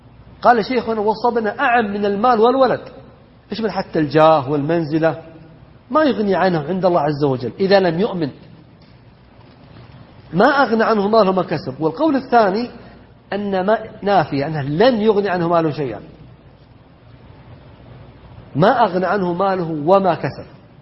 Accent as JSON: {"language": "Arabic", "region": "Najd", "country": "Saudi Arabia", "said": "والذي ما يشاور الناس عندنا في نجد يسمونه دعمة"}